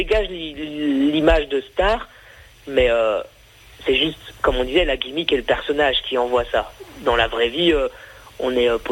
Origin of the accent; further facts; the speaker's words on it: Belgium; je connais pas trop parce que ben, je suis belge.